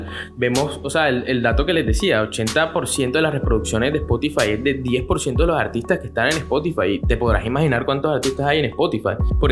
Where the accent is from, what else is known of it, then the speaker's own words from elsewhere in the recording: Colombia; Yo puedo estar aquí en Valledupar o puedo estar en Barranquilla, y sé que el man está también en mi país, o sea, es un coterráneo.